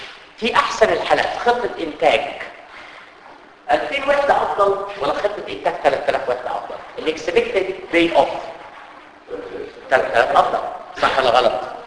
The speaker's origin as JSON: {"language": "Arabic", "town": "Cairo", "region": "Cairo Governorate", "country": "Egypt", "said": "احنا عندنا في مصر كده خطيره، في القاهره بالذات."}